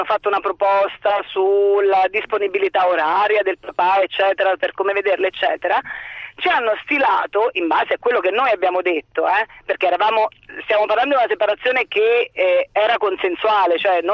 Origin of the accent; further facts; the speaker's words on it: Marche, Italy; now in Padua, Italy; io sono marchigiana ma abito a Padova